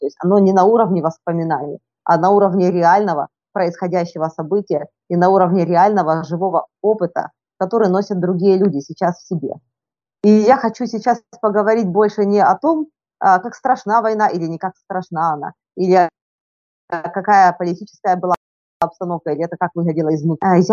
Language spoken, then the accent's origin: Russian; Donbas, Ukraine; И тем не менее я родом с Донбасса.